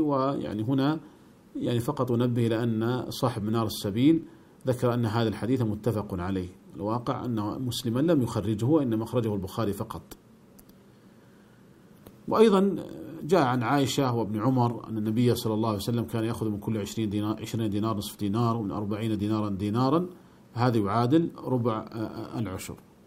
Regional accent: Saudi Arabia; فمثلا عندنا في المملكة العربية السعودية كان الريال يكتب عليه قديما

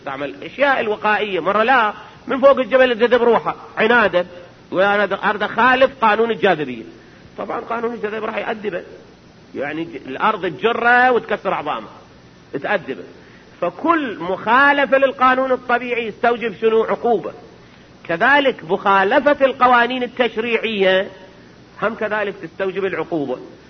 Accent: Iraq; احنا عندنا بالعراق

